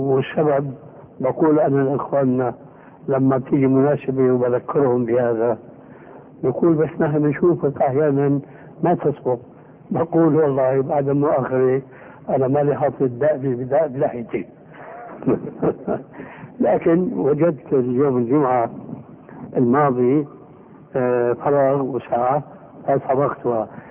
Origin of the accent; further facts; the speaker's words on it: Syria; كما يقول العام عندنا في سوريا